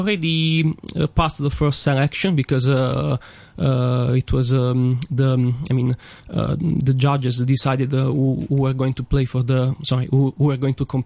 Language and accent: English; Italy; now in Hong Kong; And I'm from Italy.